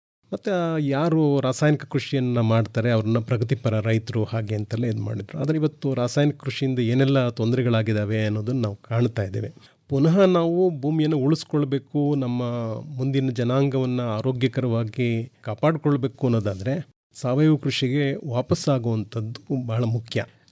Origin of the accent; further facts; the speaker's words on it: Hole Narasipura, Karnataka, India; ಸ್ವಯಂ ನಿವೃತ್ತಿಯನ್ನು ಪಡ್ಕೊಂಡು ಹೊಳೆ ನರಸೀಪುರಕ್ಕೆ ಬಂದೆ. ಅದು ನನ್ನ ಸ್ವಂತ ಊರು.